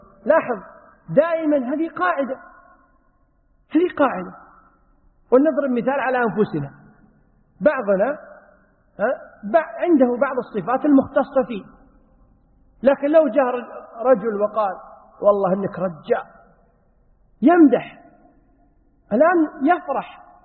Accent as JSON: {"language": "Arabic", "country": "Kuwait", "said": "عندنا في الكويت يقولون للرجل الكبير المسؤول السيد فلان"}